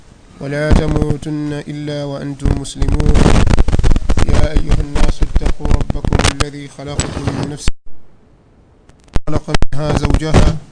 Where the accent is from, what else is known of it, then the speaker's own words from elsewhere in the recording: Tanga, Tanga Region, Tanzania; natokea Tanga.